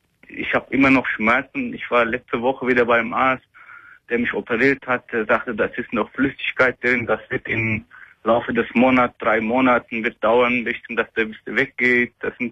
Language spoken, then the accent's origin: German; Turkey; German is a second language; now in Germany; Ich komme aus Türkei. Meine Eltern wissen davon nicht, dass ich lebe hier alleine in Deutschland.